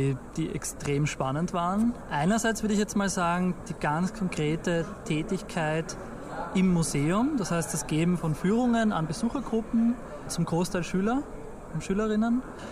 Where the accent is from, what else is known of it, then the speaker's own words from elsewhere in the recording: Austria; aber sie wird immer eine andere sein als meine, als Österreicher.